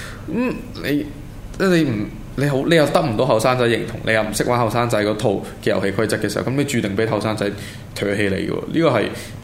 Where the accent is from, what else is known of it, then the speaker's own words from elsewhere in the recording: Hong Kong; 咁我香港人日日俾人強姦緊